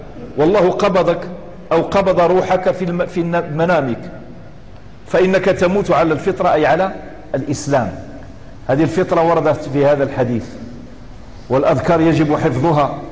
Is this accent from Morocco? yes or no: yes; Morocco; accent: Moroccan; وفي الدارجة المغربية توجد أشياء كثيرة فصيحة صريحة بزاف ماشي قليلة، إنما عاميتنا شوية مهضرمة وشوية مخضرمة